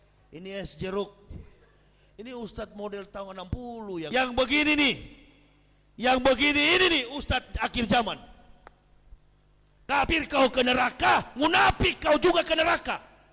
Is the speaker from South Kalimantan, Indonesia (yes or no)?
no; Manado, North Sulawesi, Indonesia; pensiunan tentara, saya bapak saya pensiunan tentara. Prabowo ibunya Manado, saya orang Manado.